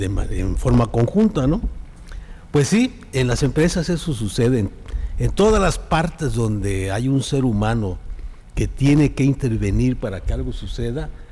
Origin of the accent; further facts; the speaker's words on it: Yucatán, Mexico; Pues muy contento de estar otra vez contigo y estar en mi tierra. Yo soy yucateco.